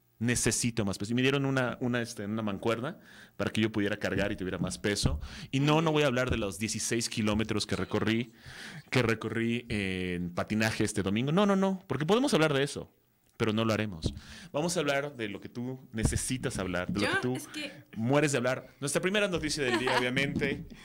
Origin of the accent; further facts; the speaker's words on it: Mexico; Y como buen mexicano, me colé a la sala 14.